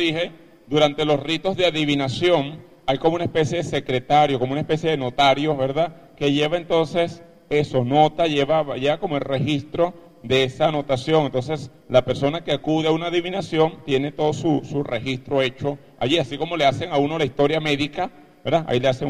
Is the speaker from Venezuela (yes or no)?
yes; Aroa, Yaracuy, Venezuela; Yo soy de Yaracuy. Yo soy de Aroa. Aroa en Yaracuy.